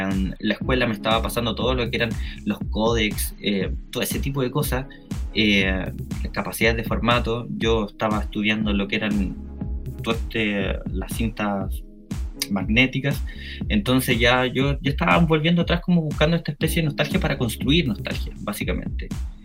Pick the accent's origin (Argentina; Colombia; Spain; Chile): Chile; Punta Arenas, Magallanes; moved away; yo soy de Punta Arenas. Allá llegaba muy poquita tecnología en ese tiempo cuando yo vivía por allá.